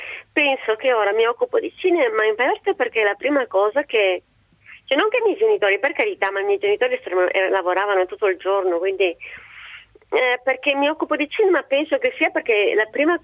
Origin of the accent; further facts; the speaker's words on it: Cuneo, Piedmont, Italy; io abito a Cuneo, sono nata a Cuneo, abito a Cuneo, però mio padre era di Messina.